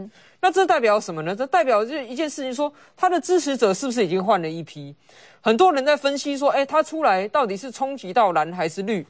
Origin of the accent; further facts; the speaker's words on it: Taipei, Taiwan; 以我一个台北市的角度来看，桃园市现在发展的机会是我们台北人梦寐以求而不可得的啊。